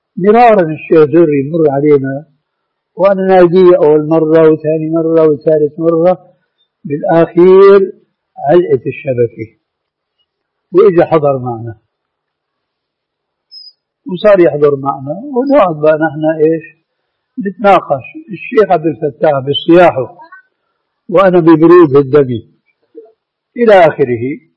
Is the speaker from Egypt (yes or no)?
no; Syria; عندنا بالشام